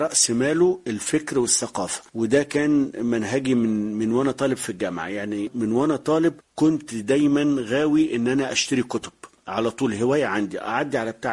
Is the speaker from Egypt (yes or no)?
yes; Biba, Beni Suef Governorate, Egypt; من بني سويف، يعتبر أول صعيد، أول محافظة بعد الصعيد يعني. بس هي من مركز بعد بني سويف اسمه بيبا، فيعني يعتبر جوه بعد بني سويف حوالي 20 كيلو.